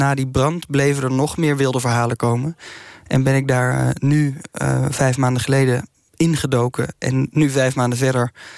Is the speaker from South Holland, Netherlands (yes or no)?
no; North Brabant, Netherlands; Ja, ik kom uit de buurt van Vught. Dus het is een verhaal dat ik ken uit mijn jeugd al.